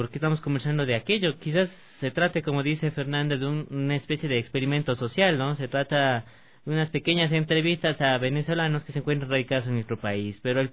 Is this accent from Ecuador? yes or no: yes; Ecuador; es importante reconocer también los atributos que tenemos como ecuatorianos